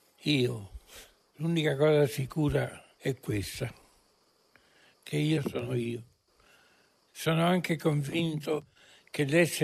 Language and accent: Italian; Rome, Lazio, Italy; born there; Sono nato a Roma nel settembre, sì, 27 settembre del 1927.